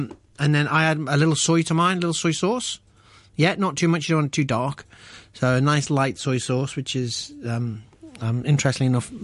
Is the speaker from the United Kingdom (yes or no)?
yes; Liverpool, North West England, United Kingdom; I'm from Liverpool, so it's more of a cold, wet weather dish.